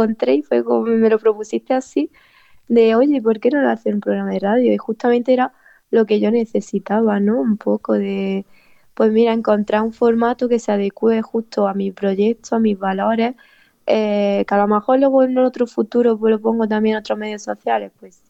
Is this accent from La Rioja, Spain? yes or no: no; Granada, Andalusia, Spain; Porque soy de ahí de Granada, capital, de bueno, de un pueblito de por ahí, y ahí en Granada estamos ahora mucho luchando sobre el tema de la vivienda